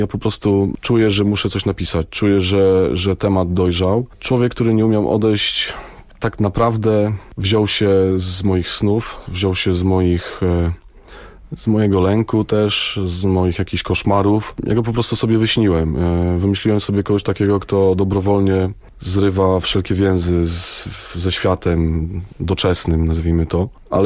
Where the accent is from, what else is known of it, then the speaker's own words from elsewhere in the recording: Koronowo, Kuyavian-Pomeranian Voivodeship, Poland; also born or lived in Bydgoszcz; Urodziłem się niedaleko, urodziłem się w Bydgoszczy, praktycznie od urodzenia mieszkam w Koronowie.